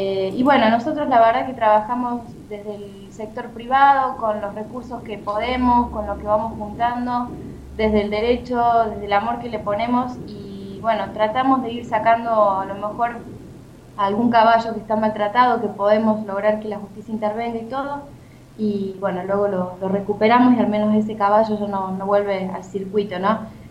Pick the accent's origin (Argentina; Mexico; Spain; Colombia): Argentina; eso es lo que ocurre en mi país. Acá tenemos los caballos que están en la ciudad